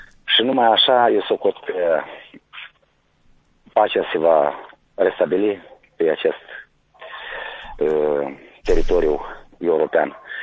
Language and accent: Romanian; Căușeni, Căușeni District, Moldova; de la Căușe.